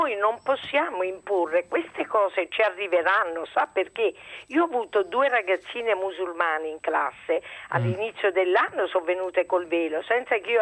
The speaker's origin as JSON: {"language": "Italian", "town": "Naples", "region": "Campania", "country": "Italy", "tie": "born or raised there", "said": "io abitavo a Napoli, sono nata a Napoli"}